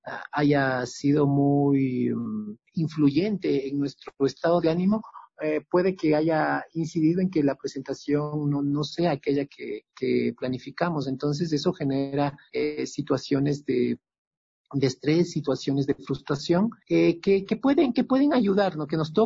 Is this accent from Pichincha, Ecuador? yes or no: yes; Quito, Pichincha, Ecuador; moved away as an adult; also born or lived in Kassel, Germany; Yo pues soy un músico quiteño